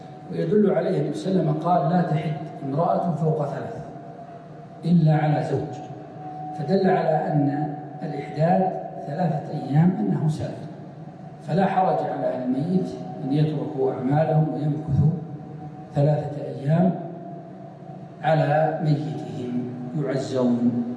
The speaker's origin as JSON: {"language": "Arabic", "region": "Riyadh Province", "country": "Saudi Arabia", "said": "من قديمه موجود عندنا في نجد"}